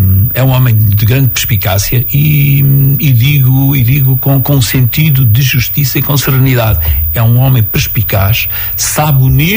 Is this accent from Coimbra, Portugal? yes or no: yes; Oliveira do Hospital, Coimbra, Portugal; Eu gosto muito de Oliveira do Hospital. Gosto muito de viver em Lagares da Beira. Gosto muito de sentir a minha terra.